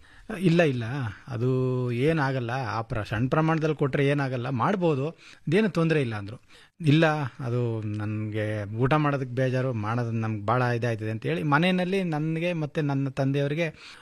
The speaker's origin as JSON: {"language": "Kannada", "town": "Hunsur", "region": "Karnataka", "country": "India", "said": "ನಾನು ಮೈಸೂರು ಜಿಲ್ಲೆ ಹುಣಸೂರಿಂದ ಬಂದಿದ್ದೀನಿ ಸರ್."}